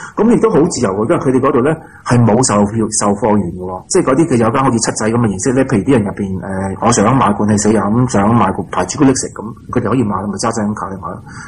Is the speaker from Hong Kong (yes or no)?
no; Australia; 但系都系我哋澳洲人本地，我哋澳洲嘅损失嚟噶嘛，都系我哋付咗条债啊嘛